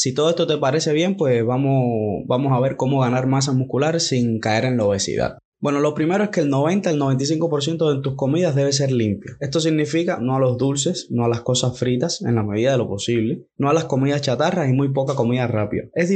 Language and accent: Spanish; Cuba; en mi caso, que soy de Cuba, pues no cuesta nada, hasta donde tengo entendido